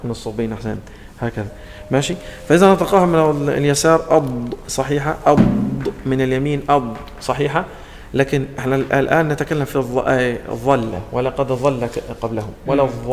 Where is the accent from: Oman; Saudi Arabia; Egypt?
Egypt; عندنا في مصر الضاء تنطق ظاء لا نخرج فيها اللسان